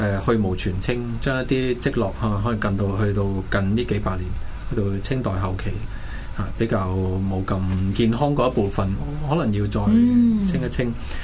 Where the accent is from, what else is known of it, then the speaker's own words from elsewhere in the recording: Hong Kong; 而我们香港人好像很现代社会很现代生活的